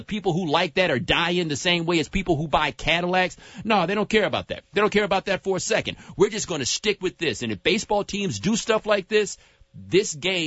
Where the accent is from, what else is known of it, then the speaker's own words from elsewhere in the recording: Atlanta, Georgia, United States; born there; I grew up a Braves fan. I was born in Atlanta. My parents live in Southwest Atlanta.